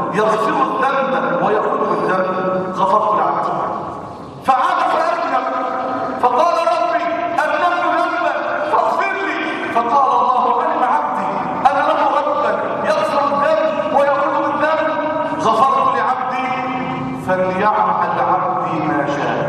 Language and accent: Arabic; Damietta, Damietta Governorate, Egypt; عندنا في دمياط كوارث بنحضرها كوارث